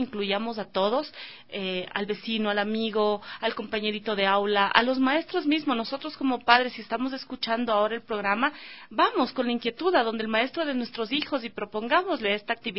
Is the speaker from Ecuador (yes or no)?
yes; Ecuador; Somos hermanos ecuatorianos, unámonos por la educación, por la lectura, por sacar adelante a nuestro país